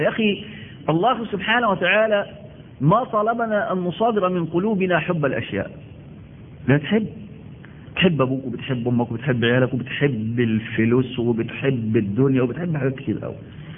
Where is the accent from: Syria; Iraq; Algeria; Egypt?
Egypt; نحن عندنا في مصر بلد الأزهر